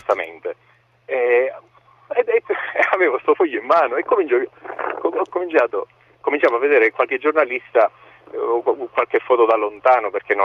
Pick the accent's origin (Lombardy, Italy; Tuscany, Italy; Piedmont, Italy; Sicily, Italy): Sicily, Italy; Trapani; now in Palermo, Italy; vengo da Trapani, okay. E lavoro qui a Palermo.